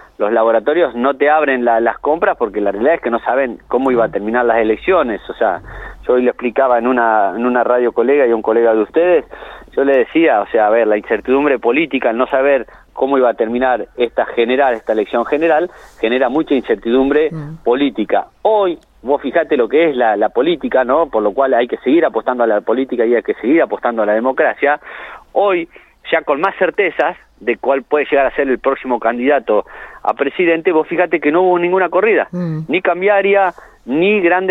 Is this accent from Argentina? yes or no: yes; Argentina; todos de alguna manera como argentinos pensemos en un solo